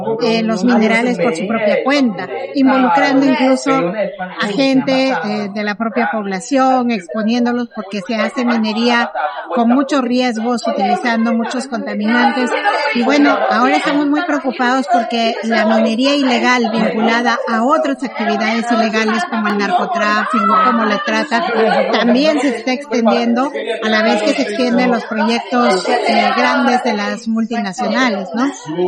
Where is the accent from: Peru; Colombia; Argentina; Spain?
Peru; soy de Perú.